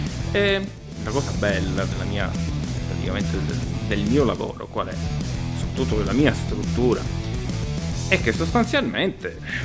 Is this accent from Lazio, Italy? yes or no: no; Santa Teresa di Riva, Sicily, Italy; Esatto, assolutamente vero. Sono di Santa Teresa di Riva, per essere precisi.